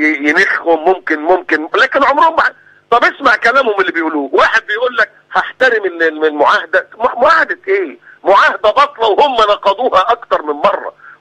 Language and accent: Arabic; Egypt; ما حدش قال ان السياح جايين عندنا في مصر عشان الدعارة